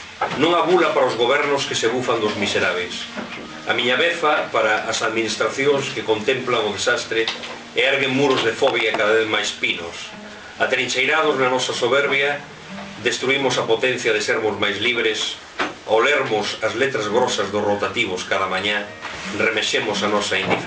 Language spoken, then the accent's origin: Galician; Allariz, Galicia, Spain; eu son de Allariz, xa comentaste, iso é inevitable. Mas tamén teño unha parte familiar na Limia, en concreto na Pereira, Concello de Regui de Veiga.